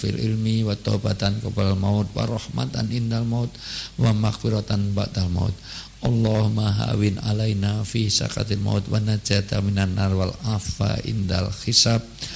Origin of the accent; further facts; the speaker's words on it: Yogyakarta, Special Region of Yogyakarta, Indonesia; saya pribadi dan selaku warga Jogja yang banyak meninggalkan Jogja, banyak di Jakarta, banyak di semuanya